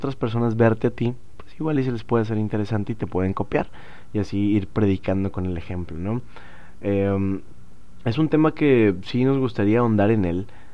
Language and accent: Spanish; Monterrey, Nuevo León, Mexico; vamos a estar ahí en una carnilla asada, como buenos regiomontanos.